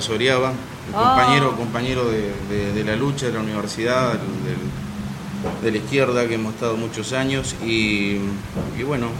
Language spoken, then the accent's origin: Spanish; Río Negro, Argentina; En el Alto Asen, yo soy del Alto Asen, de la ciudad de Asen, entre Cipolletti y General Roca